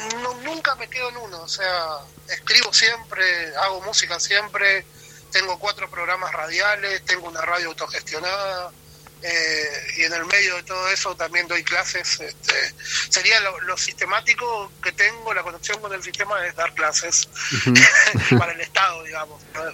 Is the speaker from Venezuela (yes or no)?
no; El Colorado, Formosa, Argentina; yo soy originario del Colorado, por una cuestión laboral estoy viviendo en otro pueblo que se... El Colorado queda al sur, la provincia de Formosa.